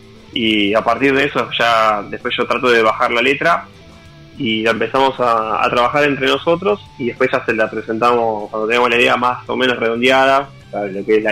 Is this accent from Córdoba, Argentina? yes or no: no; Tigre, Buenos Aires Province, Argentina; banda de Zona Norte, donde todos somos de Tigre